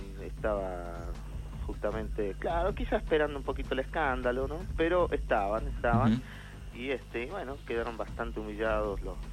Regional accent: Argentina; empezar a luchar como argentinos, tratando de reflotar el país nosotros

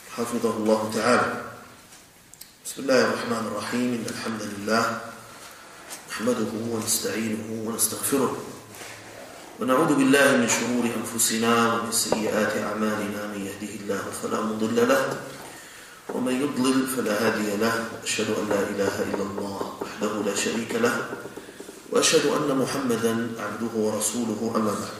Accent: Jordan; بأمن بلدنا الأردن المحروس

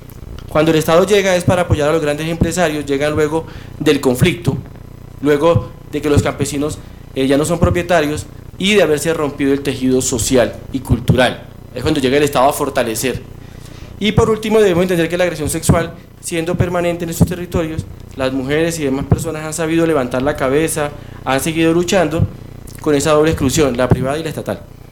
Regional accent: Colombia; para que nosotros como colombianos hagamos un balance

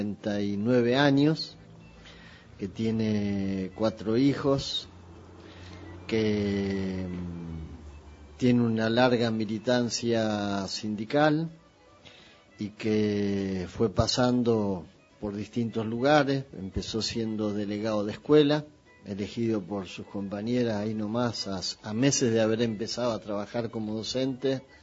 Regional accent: Ramos Mejía, Buenos Aires Province, Argentina; yo nací en La Matanza, nací en Ramos Mejía, yo soy de Ramos Mejía, vivía en Alvarado y Avenida de Mayo, más o menos, en Ramos, y después en el barrio Don Bosco

